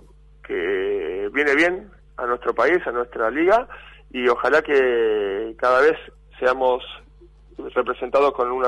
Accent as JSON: {"language": "Spanish", "country": "Argentina", "said": "me siento orgulloso de todo lo que se pudo conseguir como jugador de básquet y como argentino."}